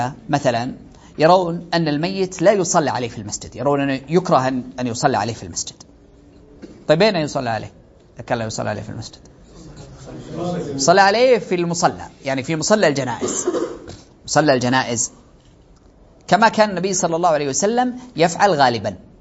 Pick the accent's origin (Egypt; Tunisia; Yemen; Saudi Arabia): Saudi Arabia; ولأجل هذا ترون أنه عندنا في السعودية عموم المساجد